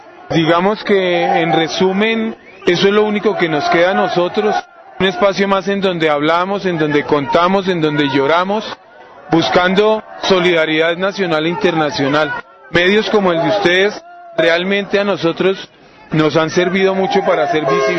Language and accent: Spanish; Colombia; Del sitio de donde yo vengo, en las últimas tres semanas, parece ser que llegaron 250 paramilitares del Urabá.